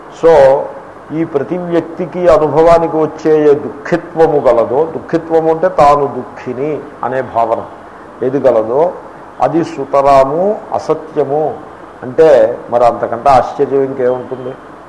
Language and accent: Telugu; Andhra Pradesh, India; నేను ఎక్కడో కోనసీమలో మూల పుట్టి పెరిగాను, ఇంగ్లీషు నాకు మాతృభాష కానే కాదు.